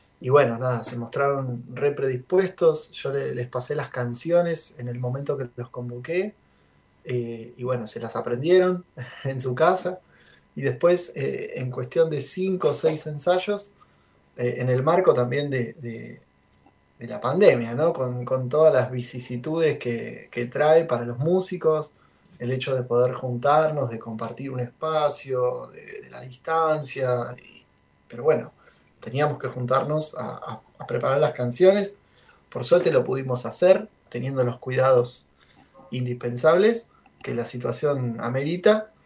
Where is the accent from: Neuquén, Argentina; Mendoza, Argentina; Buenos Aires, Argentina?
Buenos Aires, Argentina; now in Luján, Argentina; Vivo en la ciudad de Luján, estamos ni muy cerca ni muy lejos de Cava. Yo soy nativo, de hecho, de Capital.